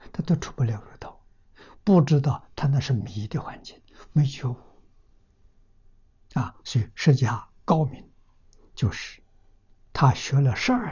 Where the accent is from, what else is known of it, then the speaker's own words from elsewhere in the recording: China; 我们中国人所讲的混沌初开